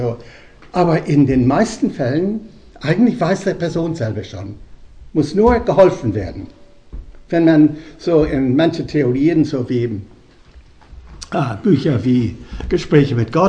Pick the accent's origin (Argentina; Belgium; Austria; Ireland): Ireland; Dublin, Leinster; German is a second language; moved away as an adult; also born or lived in London; now in Germany; 1958 das erste Mal nach Deutschland gekommen, weil das Studium offen war. Ich hatte gerade die reglementierte Studium erlebt in Dublin, in Irland, wo ich herstamme. Ich bin dann nach London zuerst gegangen